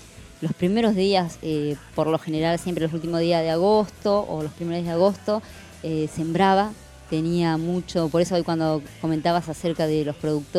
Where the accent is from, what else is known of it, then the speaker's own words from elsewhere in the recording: Buenos Aires, Argentina; Yo, de Buenos Aires, soy porteña.